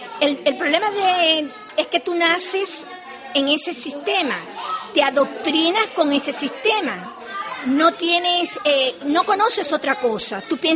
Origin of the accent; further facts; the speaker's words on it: Cuba; me siento tan cubana y tengo mis raíces tan profundas que en un futuro, no sé... Quisiera ir a morir a mi tierra, pero bueno, allí crecí, allí hice mi secundaria, mis estudios primarios, me gradué de universidad